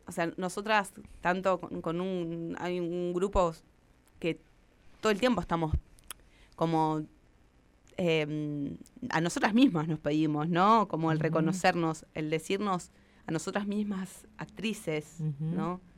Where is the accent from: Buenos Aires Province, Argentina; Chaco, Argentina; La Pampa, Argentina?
La Pampa, Argentina; yo que soy de La Pampa